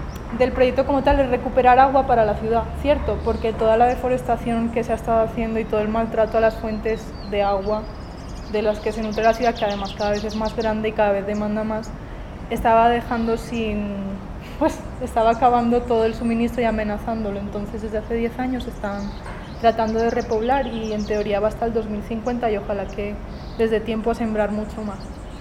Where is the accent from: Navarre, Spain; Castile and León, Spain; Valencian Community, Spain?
Valencian Community, Spain; Valencia; now in Colombia; Yo soy española. De la costa mediterránea, yo vengo de una ciudad que se llama Valencia, está un poco más abajo de Barcelona. Estoy aquí en Colombia